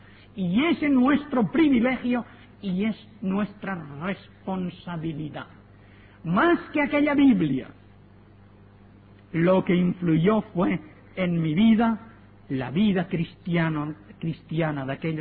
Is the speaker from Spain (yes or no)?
yes; Spain; born there; Yo soy español porque nací en España.